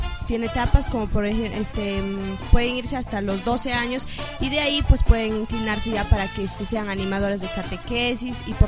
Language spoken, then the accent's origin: Spanish; Rodríguez de Mendoza, Amazonas, Peru; now in Chachapoyas, Peru; yo soy de Rodríguez de Mendoza y, bueno, también desde pequeña tenía cierta cercanía con la parroquia